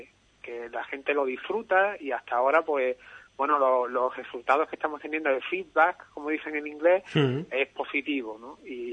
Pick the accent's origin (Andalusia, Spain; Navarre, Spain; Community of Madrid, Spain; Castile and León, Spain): Andalusia, Spain; Ubrique; somos tres jóvenes de Ubrique y de la zona de la Sierra de Cádiz también, porque Antonio, que es el otro guitarrista, y … vivimos en Menocal los dos.